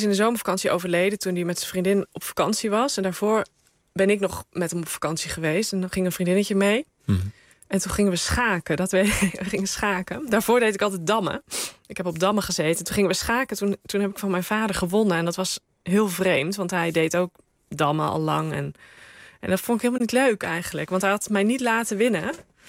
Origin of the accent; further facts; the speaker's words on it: Rosmalen, North Brabant, Netherlands; Ik ben opgegroeid in Rosmalen en dat kwam op een gegeven moment bij gemeente Den Bosch.